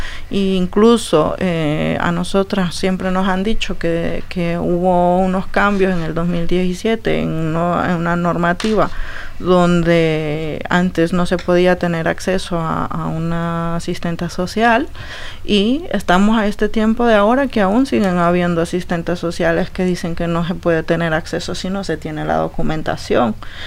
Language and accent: Spanish; Honduras; en el caso nuestro específico como hondureñas